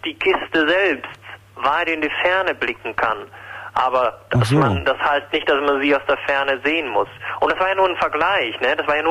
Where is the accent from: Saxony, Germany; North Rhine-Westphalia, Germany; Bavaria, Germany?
North Rhine-Westphalia, Germany; Krefeld; moved away as an adult; now in Vienna, Austria; Ja, ich komme aus Krefeld, wie ich schon sagte